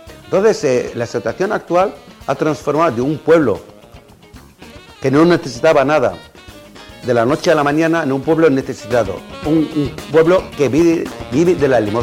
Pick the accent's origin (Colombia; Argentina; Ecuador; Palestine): Palestine; 30 diputados palestinos, elegidos libremente y democráticamente por mi pueblo.